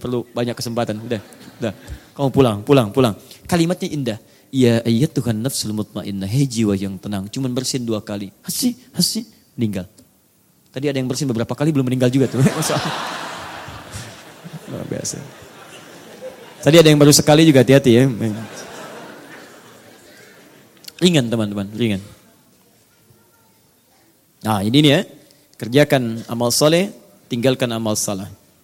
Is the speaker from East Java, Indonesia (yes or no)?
yes; Surabaya, East Java, Indonesia; born there; now in Jakarta, Indonesia; dari Tanah Kusir. Ya. Lahir di Surabaya, tinggal di Tanah Kusir.